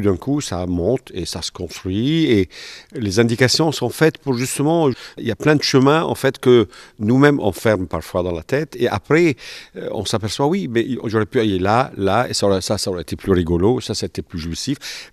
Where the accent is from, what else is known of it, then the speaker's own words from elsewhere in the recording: Cergy, Île-de-France, France; donc je suis de Cergy